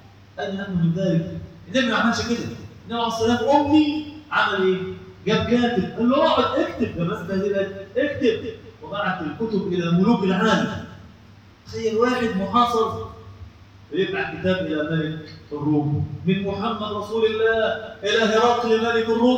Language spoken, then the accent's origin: Arabic; Egypt; إخواننا إحنا مصريين